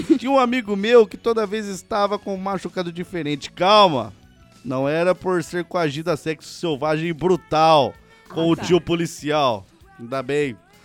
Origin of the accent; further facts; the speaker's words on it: Santa Cruz do Sul, Rio Grande do Sul, Brazil; tenho 20 anos e sou de Santa Cruz do Sul, Rio Grande do Sul.